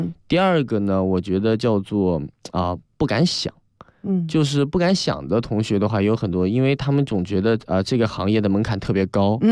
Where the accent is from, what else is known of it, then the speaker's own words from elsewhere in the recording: China; 我是来自中国一个比如说五六线城市啊，甚至十线城市。